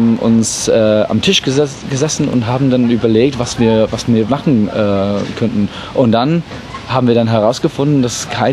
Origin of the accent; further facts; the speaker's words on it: England, United Kingdom; German is a second language; Also ich bin Engländer, genau.